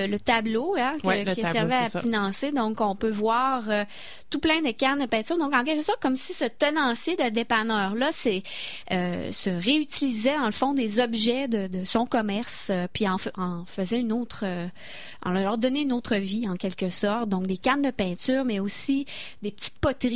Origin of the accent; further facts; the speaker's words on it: Quebec, Canada; En tant que Québécois, ben on s'y reconnaissait. C'était comme si on était transporté chez nous.